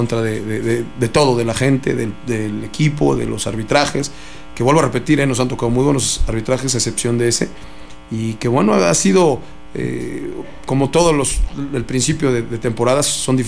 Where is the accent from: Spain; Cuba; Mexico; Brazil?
Mexico; a nosotros como mexicanos pues nos sale, ¿no? Somos gente más briosa, más de fuerza.